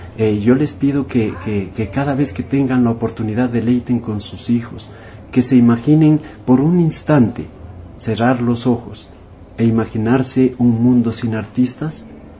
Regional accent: Pasto, Nariño, Colombia; O sea, vendernos lo que somos los pastusos. Quizás somos ingenuos, eso nos hace buenos, eso nos hace interesantes.

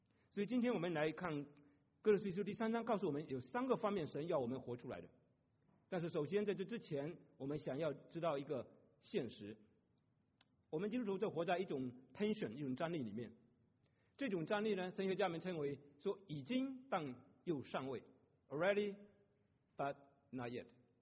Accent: China; 便宜没好货，我们中国人很精明的

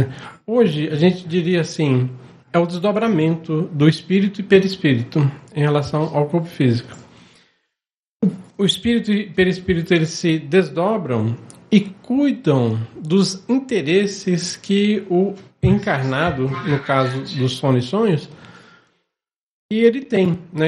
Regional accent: Anápolis, Goiás, Brazil; Sou de Anápolis.

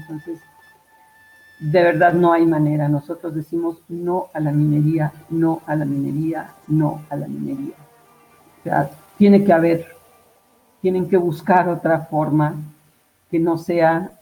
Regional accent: Colima, Mexico; moved away as an adult; Yo, de hecho, soy desplazada de Colima, del estado de Colima

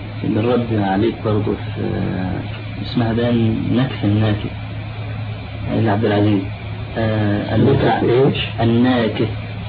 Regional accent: Egypt; طلعت حديثا عندنا في مصر

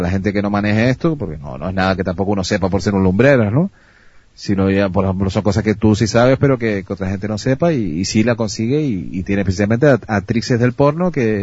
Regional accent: Canary Islands, Spain; quitando que yo soy canario y me cuesta hasta pronunciar más la S

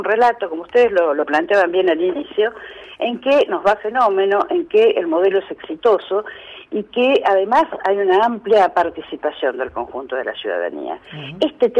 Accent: Argentina; de festejar juntos como pueblo, como argentinos

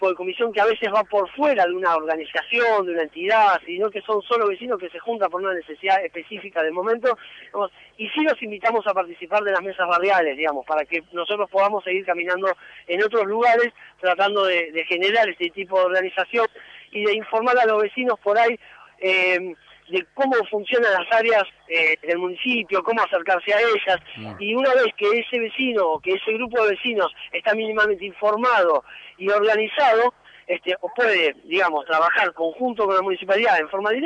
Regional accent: Villa Sala, Buenos Aires, Argentina; yo soy de Villa Sala, José el 25 de mayo, digamos, somos vecinos adentro del municipio de Moreno

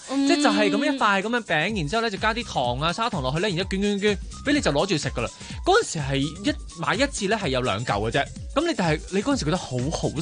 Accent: Hong Kong; 佢都迎合咗我哋香港人啲市民口味咧

